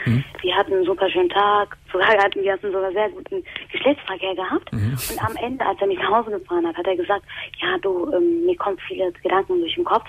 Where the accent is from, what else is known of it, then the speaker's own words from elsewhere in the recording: Turkey; und ich bin Moslem. Also ich bin eine Türkin